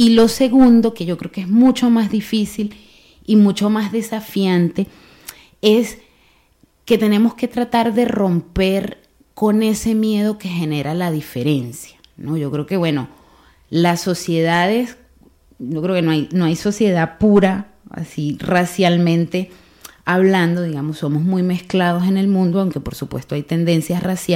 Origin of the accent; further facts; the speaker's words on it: Bilbao, Basque Country, Spain; en el caso aquí de, de Bilbao como bilbaínos, como que hemos nacido aquí, hemos estado toda la vida aquí